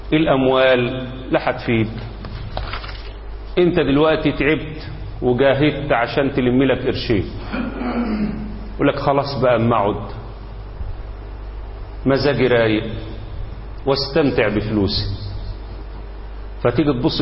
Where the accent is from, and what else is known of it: Egypt